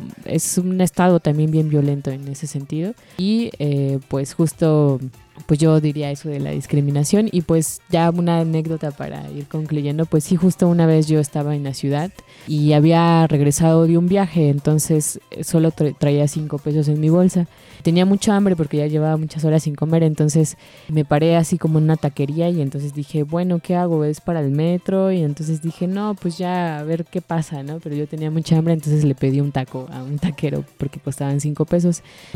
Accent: Mexico City, Mexico; tú dices que todos somos culeros porque somos de la ciudad

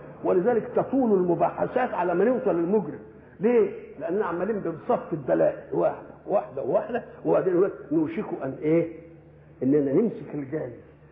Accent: Egypt; accent: Egyptian; ولذلك احنا لما نروح بلاد ان كلمناهم بلهجتنا المصريه ما يفهموش ولا كلمه

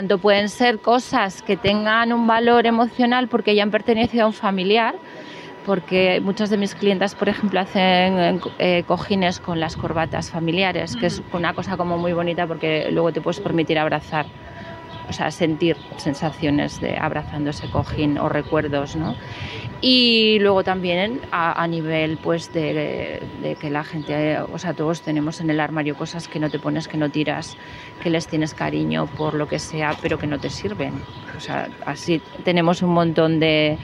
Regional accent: Daroca, Aragon, Spain; Pues yo soy de Daroca

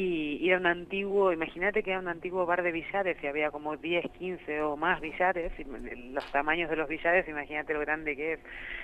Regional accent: Buenos Aires, Argentina; Yo aquí me nombro como sudaca porteña siempre, o sea que antes que porteña, sudaca.

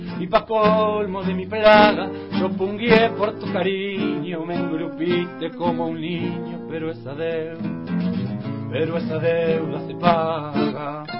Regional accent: Campana, Buenos Aires Province, Argentina; Yo soy de Campana, una ciudad industrial al norte de la capital, que es del cordón industrial, digamos, pertenece al cordón industrial.

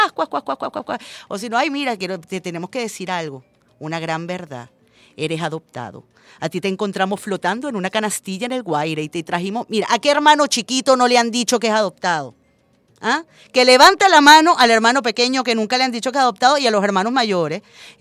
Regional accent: Venezuela; Los venezolanos no tenemos por qué caerle bien a todo el mundo

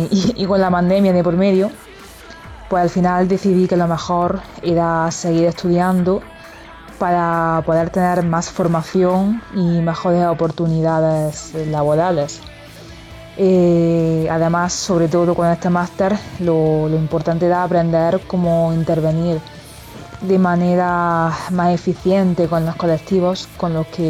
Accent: Almería, Andalusia, Spain; Soy de Almería

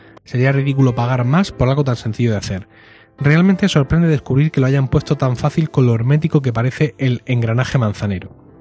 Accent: Madrid, Community of Madrid, Spain; soy madrileño, treintañero y arquitecto.

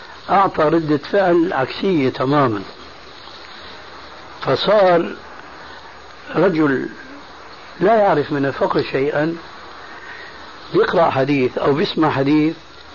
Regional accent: Syria; كما يقولون عندنا في سوريا

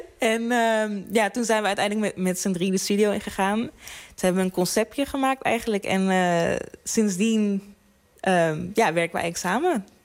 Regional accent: Breda, North Brabant, Netherlands; moved away as an adult; now in Schiedam, Netherlands; Want ik kom eigenlijk uit Breda.

